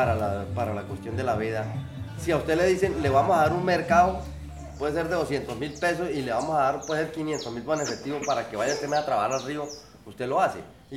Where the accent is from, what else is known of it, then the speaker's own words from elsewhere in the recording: Barrancabermeja, Santander, Colombia; born there; now in Guarinocito, Colombia; No, yo no. Yo nací en Barranca Bermeja.